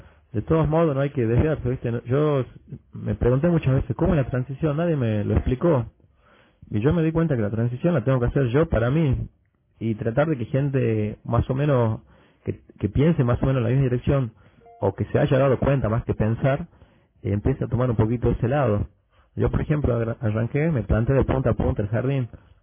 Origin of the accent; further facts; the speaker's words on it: Argentina; Bueno, soy de Argentina.